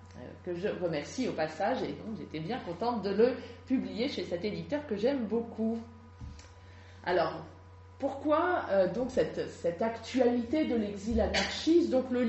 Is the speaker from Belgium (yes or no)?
no; France; j'ai grandi en France, je suis française.